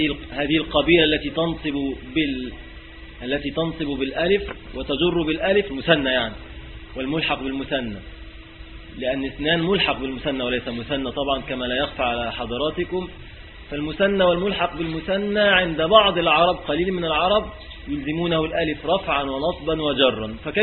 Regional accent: Egypt; في بلادنا موجود للأسف، يعني في بلادنا مصر يعني،

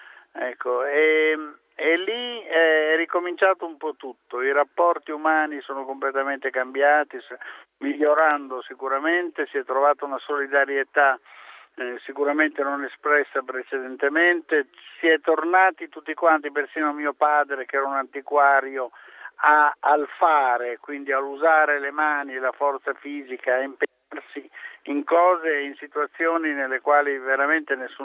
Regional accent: Emilia-Romagna, Italy; ho visto alcuni centri della mia terra, che tra l'altro sono presenti come sfondi in alcuni miei film, spazzati via

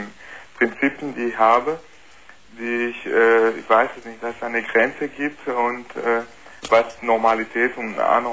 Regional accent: Brazil; German is a second language; now in Germany; Nee, ich bin kein Deutscher. Sondern? Brasilianer?

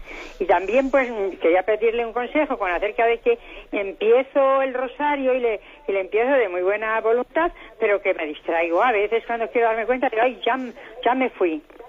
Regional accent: Ávila, Castile and León, Spain; Mire, yo soy de aquí, de Ávila.

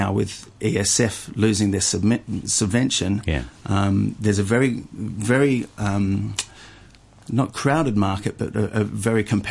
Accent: Hong Kong; born there; also born or lived in Australia; I was born in Hong Kong, and I went to peak school in my very early years and moved back to Australia, but then finished my schooling at Island School. So I'm a proud graduate of the ESF system here in Hong Kong.

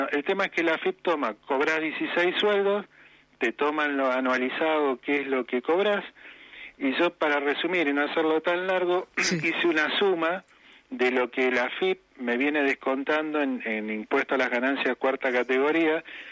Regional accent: Patagonia, Argentina; soy de la Patagonia, vivo en Comodoro Rivadavia, Chubut, que se cobra un diferencial por zona también

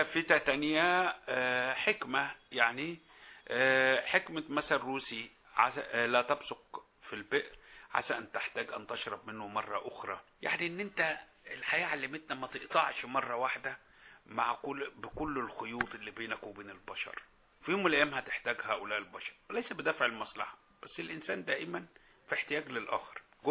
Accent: Egypt; عادة احنا كمصريين للأسف في البعض مننا بيحب يتطفل ويتدخل في حياتك

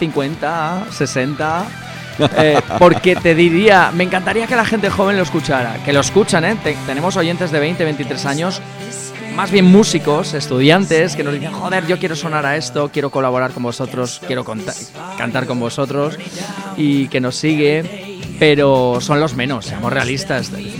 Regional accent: Spain; mira, soy español, no tengo nada en contra de este tipo de músicas

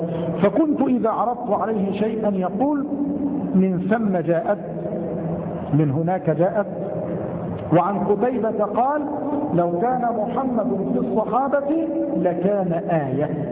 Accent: Egypt; الفأس يا أخوان التي عندنا في مصر نقول عنها الفأس هي المسحاة

